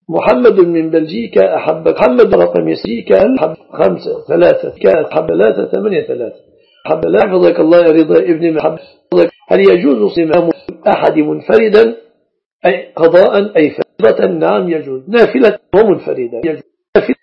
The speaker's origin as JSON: {"language": "Arabic", "country": "Egypt", "said": "المصطبة لعل العرب لا يعرفون المصطبة في بلادنا مصر"}